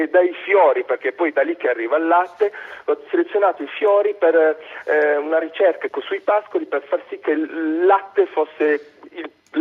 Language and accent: Italian; Cuneo, Piedmont, Italy; perché io sono di Cuneo